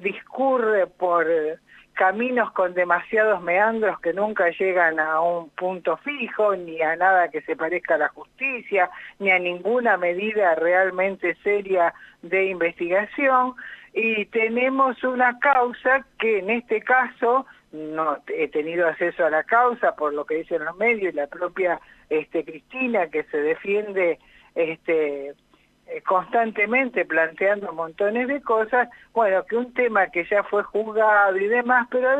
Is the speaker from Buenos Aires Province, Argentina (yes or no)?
no; Rosario, Santa Fe, Argentina; yo soy de Rosario, aviso